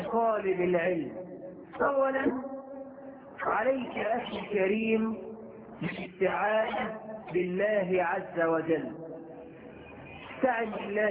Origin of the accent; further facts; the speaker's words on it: Egypt; بلدنا مصر